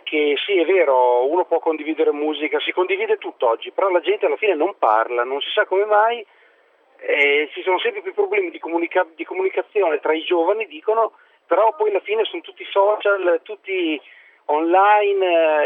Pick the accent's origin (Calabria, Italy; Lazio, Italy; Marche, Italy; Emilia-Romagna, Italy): Emilia-Romagna, Italy; Modena; sono di Modena, ho 39 anni e faccio il fotografo.